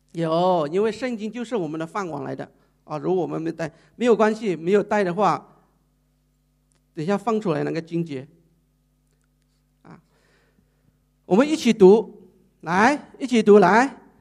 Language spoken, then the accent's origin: Chinese; Thailand; Chinese is a second language; 所以我现在我去哪里我就跟他讲我是泰国来的